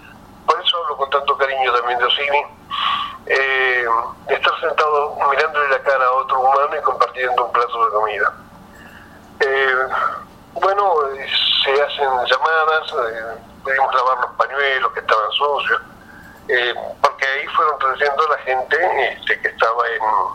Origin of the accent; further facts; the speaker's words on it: Cipolletti, Río Negro, Argentina; Yo soy de Cipolletti, provincia de Renegre